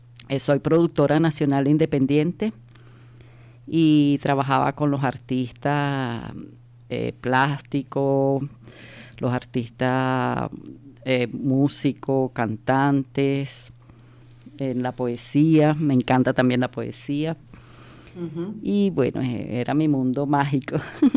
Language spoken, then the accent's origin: Spanish; Venezuela; now in Spain; Soy de Venezuela.